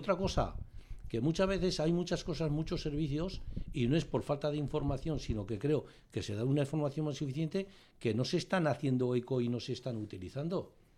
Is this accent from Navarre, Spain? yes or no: yes; Fustiñana, Navarre, Spain; hablo de mi pueblo Fustiñana